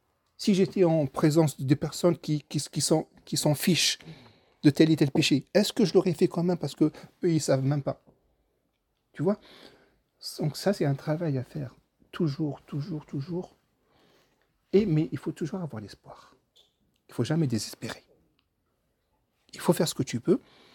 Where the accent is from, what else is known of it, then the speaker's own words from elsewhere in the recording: Algeria; moi je connais l'Algérie, je suis algérien, je connais l'Algérie.